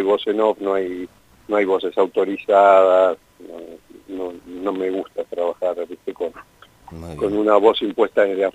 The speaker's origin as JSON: {"language": "Spanish", "town": "Villa Gesell", "region": "Buenos Aires Province", "country": "Argentina", "said": "yo vivo en Villa Gesell, soy de Gesell"}